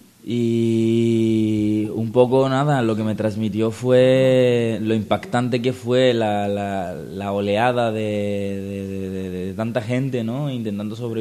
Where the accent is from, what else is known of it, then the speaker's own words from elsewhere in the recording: Cyprus; yo vengo de Chipre.